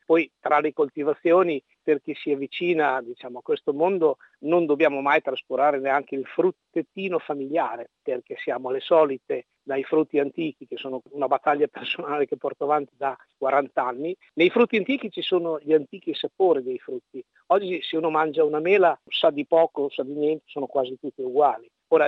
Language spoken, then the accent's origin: Italian; Emilia-Romagna, Italy; Invece io amo proprio, da buon emiliano, amo il contatto umano.